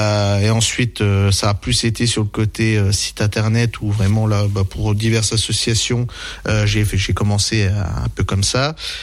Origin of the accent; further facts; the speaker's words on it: La Forge, Grand Est, France; donc moi je suis originaire d'ici, donc j'ai grandi à la Forge entre Remiremont et Gérardmer.